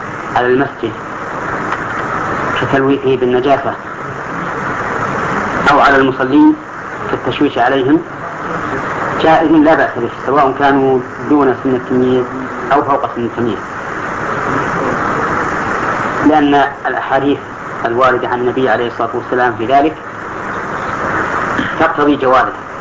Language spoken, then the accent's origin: Arabic; Al-Qassim, Saudi Arabia; عندنا في القصيم لا ذكر لها إطلاقا وهي ميتة